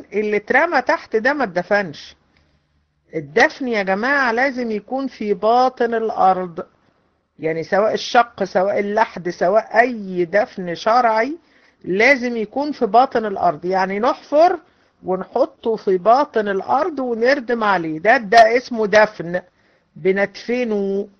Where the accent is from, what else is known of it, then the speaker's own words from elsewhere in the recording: Egypt; احنا عندنا في مصر تلاقي القبور